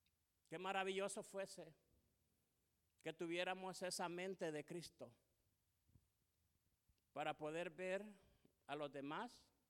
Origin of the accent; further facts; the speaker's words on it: El Salvador; tenemos identidad, yo soy del Salvador, me identifico con los salvadoreños